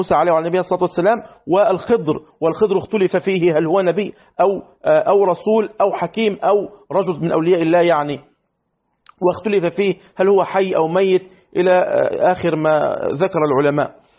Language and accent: Arabic; Egypt; وحصل عندنا في مصر